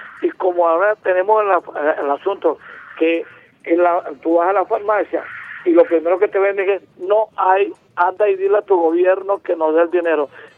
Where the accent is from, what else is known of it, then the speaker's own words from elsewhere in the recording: Venezuela; aquí en Venezuela, en mi país